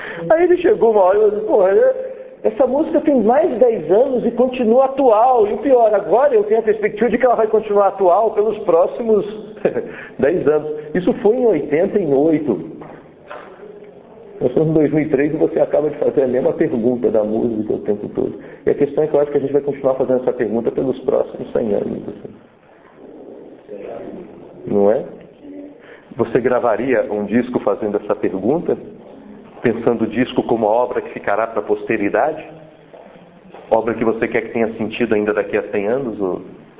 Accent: Brasília, Federal District, Brazil; Eu fui criado em Brasília nos anos 80, eu participava do movimento punk e tal.

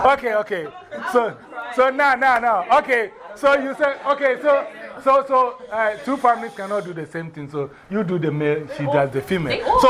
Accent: Ghana; That's how Ghanaians give names. So our names are always very important.

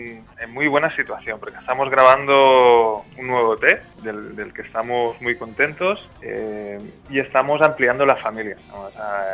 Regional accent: Valencia, Valencian Community, Spain; moved away as an adult; now in Tenerife, Spain; Yo soy de Valencia. Uh-huh. Y me fui a Tenerife a vivir por temas de trabajo y tal

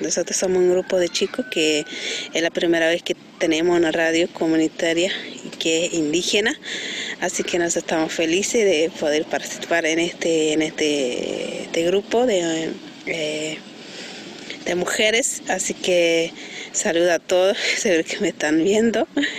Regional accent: Santa Victoria Este, Salta, Argentina; soy de Salta, Santa Victoria Este, y trabajo en la radio comunitaria, que es La Paca. Así que, bueno, soy etnia chorota

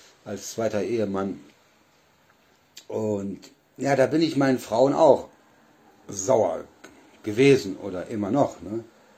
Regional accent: Solingen, North Rhine-Westphalia, Germany; ich komme ja aus Nordrhein-Westfalen, aus Solingen. Und früher, wo ich noch in Solingen war

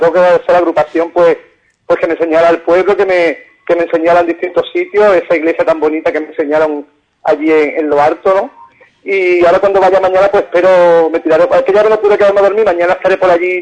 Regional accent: Vélez-Málaga, Andalusia, Spain; pueblo como el mío, yo soy de Vélez, Málaga, y aquí donde yo vivo pues somos gente muy campechana

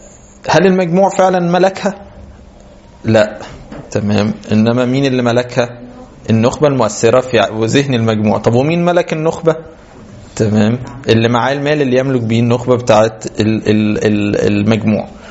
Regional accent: Egypt; مشتهر عندنا بينا كمصريين

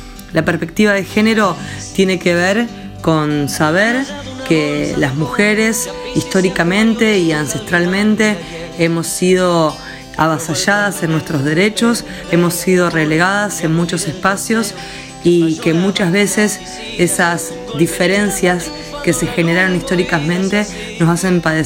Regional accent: Capitán Bermúdez, Santa Fe, Argentina; Soy de la ciudad de Capitán Bermúdez.

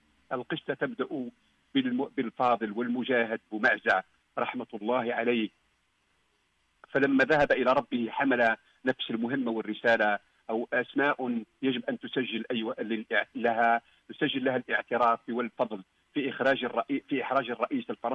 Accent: Algeria; تتزاحم في ذهني كجزائري

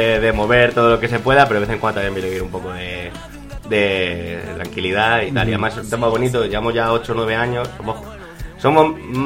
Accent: Madrid, Community of Madrid, Spain; Sí, de la banda somos de dos barrios, somos de San Blas y de Vallecas.

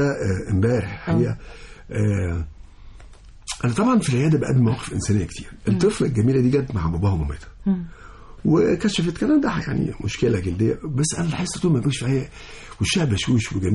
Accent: Egypt; لان احنا اولاد مصر

